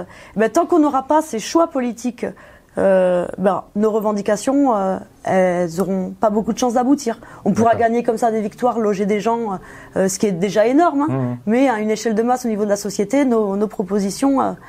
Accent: Toulouse, Occitanie, France; moved away as an adult; now in Paris, France; Je suis arrivée à Paris à la fin de mes études. Je suis diplômée de Sciences Po Toulouse. J'ai grandi à Toulouse. Et je suis arrivée sur Paris à la base pour un stage à la fin de mes études.

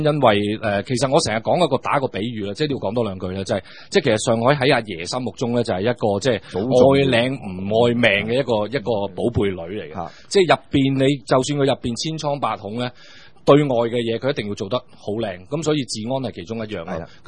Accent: Guangdong, China; 因為我哋深圳講，我哋廣東人所謂南蠻嘛

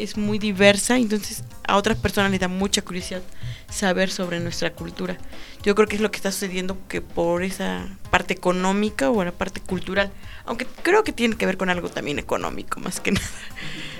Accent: Mexico; yo les decía a las personas que vengo de México

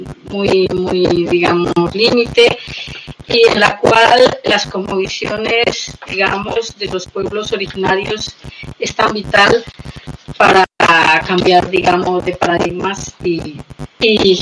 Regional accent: Colombia; moved away; yo soy migrante, soy colombiana.

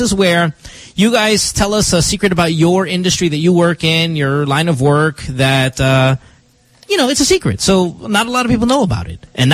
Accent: Philippines; And I'm not saying this because I'm Filipino, but when I tell people I'm Filipino

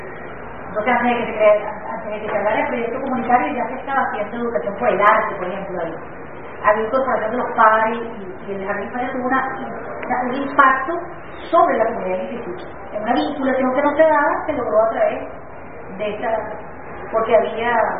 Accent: Venezuela; es importante que nosotros, como venezolanos, la entendamos como nuestro patrimonio y la defendamos

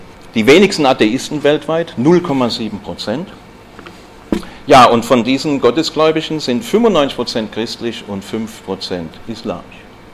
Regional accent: Stuttgart, Baden-Württemberg, Germany; Ich komme ja aus Stuttgart.

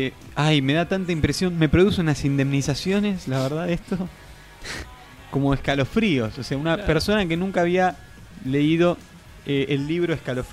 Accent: Argentina; No quisiera saber cómo se dice otra cosa que por definición los argentinos conocemos como vasca, ¿no?

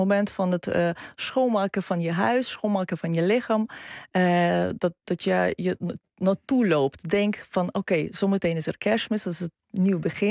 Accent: Lviv, Lviv Oblast, Ukraine; Dutch is a second language; now in Netherlands; En ik kom uit Lviv.

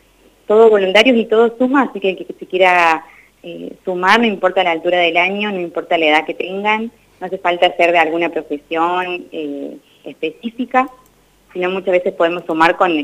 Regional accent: Córdoba, Argentina; moved away as an adult; now in Santa Rosa, Argentina; yo soy de Córdoba, así que me vine hace 3 años a vivir a La Pampa

